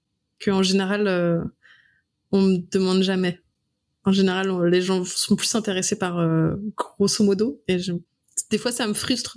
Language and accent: French; Brittany, France; now in Lyon, France; Moi, je suis bretonne. C'est blanc. Ça doit être du granit.